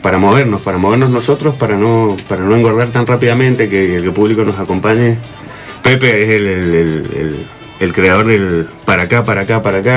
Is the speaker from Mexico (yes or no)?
no; Mendoza, Argentina; esta es mi primera nota como artista mendocino.